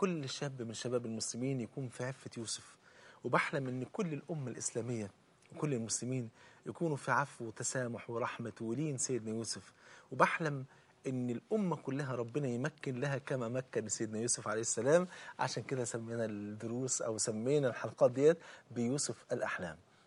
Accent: Egypt; ممكن انا كرجل مصري ممكن اروح اتعلم القران على ايديه

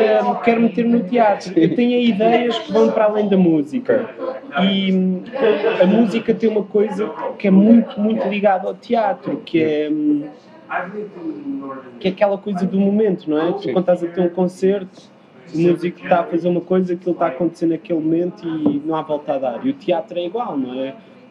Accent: Portugal; also born or lived in United States; Depois eu tive muitos problemas com linguagem, porque nasci nos Estados Unidos.

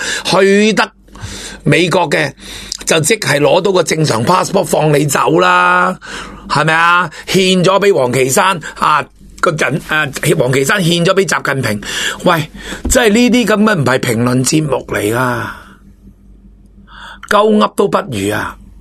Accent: Hong Kong; 我希望我哋都能够做到一个高质素嘅香港人

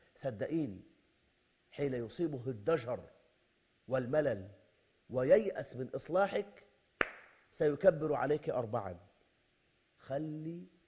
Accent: Egypt; بل أنا ببشر حضرتك إن عندنا في مصر

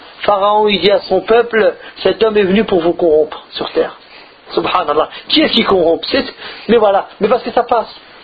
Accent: France; Nous, le problème, c'est comme on a grandi en France, on se plaint beaucoup.

